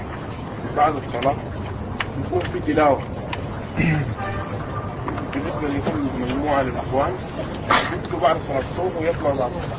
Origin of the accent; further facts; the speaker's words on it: Sudan; عندنا في السودان ايوه نعمل تعارف يوم الخميس